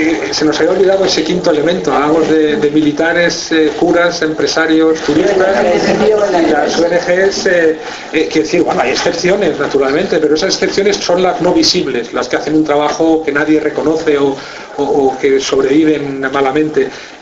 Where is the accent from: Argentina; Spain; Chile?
Spain; como ciudadano español que soy, me sigue preocupando muchísimo el llamado conflicto vasco